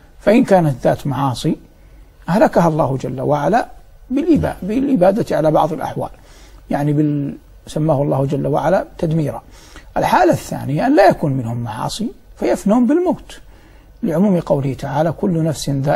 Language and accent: Arabic; Saudi Arabia; في بلد الثاني الدوحة مع اعتزازي العظيم وإجلال الكبير لبلدي الأم ووطني الغالي المملكة العربية السعودية